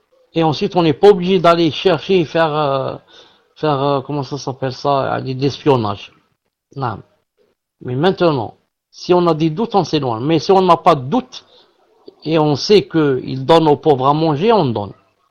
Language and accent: French; Algeria; Un pauvre chez nous en Algérie, c'est quelqu'un de riche